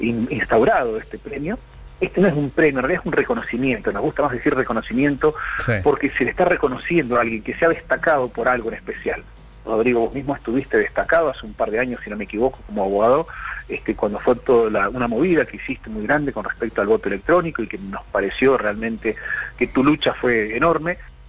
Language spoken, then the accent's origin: Spanish; Trelew, Chubut, Argentina; Yo soy de Trelew, provincia de Chubut.